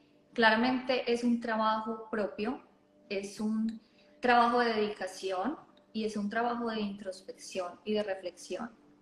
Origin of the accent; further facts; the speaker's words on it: Colombia; now in Australia; yo soy de Colombia y vivo en Australia, y llegué hace 9 años exactamente.